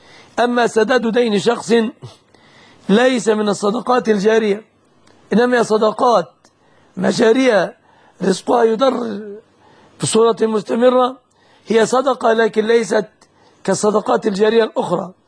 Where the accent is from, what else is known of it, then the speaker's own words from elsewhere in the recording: Egypt; الشبكة في بلادنا مصر في الغالب ما لم ينص على خلاف ذلك هي من الصداق.